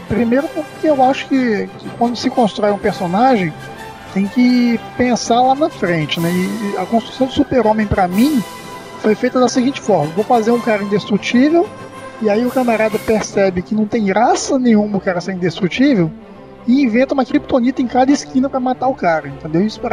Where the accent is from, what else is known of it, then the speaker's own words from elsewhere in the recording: Espírito Santo, Brazil; Como bom capixaba